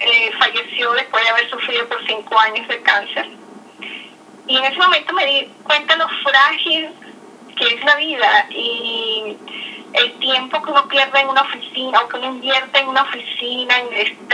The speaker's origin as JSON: {"language": "Spanish", "country": "Venezuela", "moved": "yes", "lives_now": "New York, United States", "said": "soy venezolana. Tengo desde hace 7 años, vivo en Nueva York."}